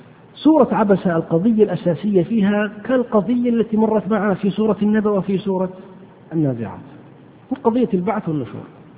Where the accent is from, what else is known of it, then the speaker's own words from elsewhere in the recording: Hejaz, Saudi Arabia; والقت هو العلف الذي يسمى عندنا في الحجاز بالبرسين